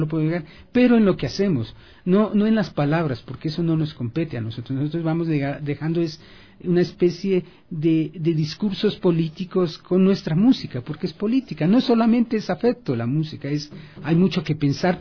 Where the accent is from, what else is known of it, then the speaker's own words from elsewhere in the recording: Ecuador; que es parte de lo que somos los ecuatorianos